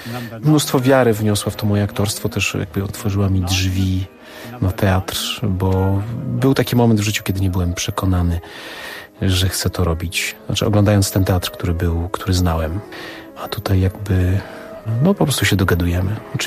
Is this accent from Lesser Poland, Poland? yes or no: yes; Lesser Poland, Poland; kiedy byłem młodym człowiekiem, a pochodzę z Małopolski, to było moje marzenie.